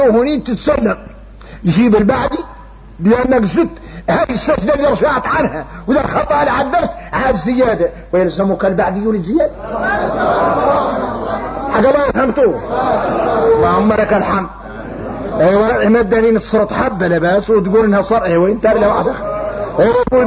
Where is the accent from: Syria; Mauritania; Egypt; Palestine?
Mauritania; احنا موريتاني بينا كبر احنا موريتاني بينا كبر